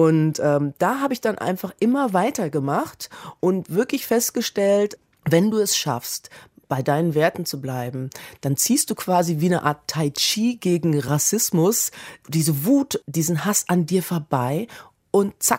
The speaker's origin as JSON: {"language": "German", "town": "Kassel", "region": "Hesse", "country": "Germany", "said": "meine Antwort war, ich komme aus Kassel."}